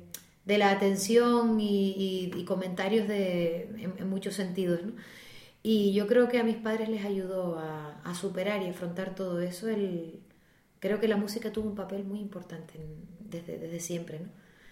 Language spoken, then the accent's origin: Spanish; Icod de los Vinos, Canary Islands, Spain; Yo empecé las clases de música con una profesora particular en ICOD, de las pocas que se atrevió, o creo que la única en aquel momento que se atrevió en mi pueblo